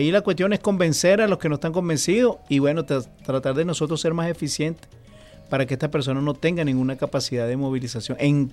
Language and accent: Spanish; Venezuela; esa reserva moral que nosotros tenemos que elevar como venezolanos.